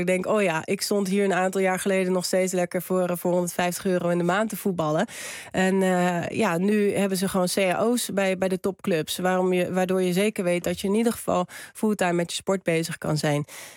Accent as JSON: {"language": "Dutch", "town": "Rotterdam", "region": "South Holland", "country": "Netherlands", "said": "Ja, ik ben wel een Rotterdammer, dus dat was logisch."}